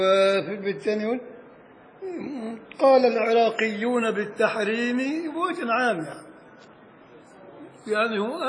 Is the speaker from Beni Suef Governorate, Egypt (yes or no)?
yes; Beni Suef Governorate, Egypt; عندنا في الصعيد الأدنى بن شويف